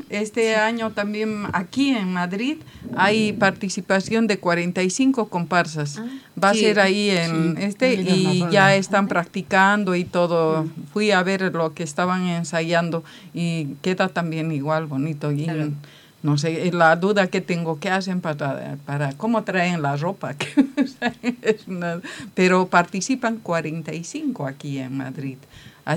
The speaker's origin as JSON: {"language": "Spanish", "country": "Bolivia", "said": "está reconocido el carnaval en mi país, porque hay una ciudad, Oruro"}